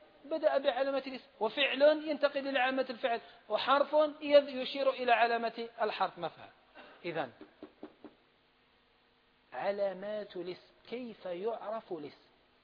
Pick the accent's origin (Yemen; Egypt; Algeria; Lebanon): Algeria; احنا عندنا في الجزائر ما نعبروش عليه بالخفض